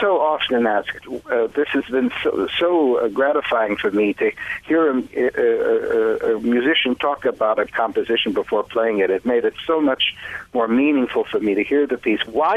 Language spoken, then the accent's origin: English; Chicago, Illinois, United States; accent: Chicago; I even give them in London, England, despite my Chicago accent.